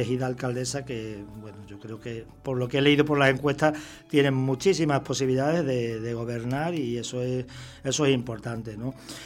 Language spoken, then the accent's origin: Spanish; Extremadura, Spain; now in Canary Islands, Spain; yo digo que soy un extremeño canarizado, ¿no? O al contrario, podría decir que soy un canario extremeñizado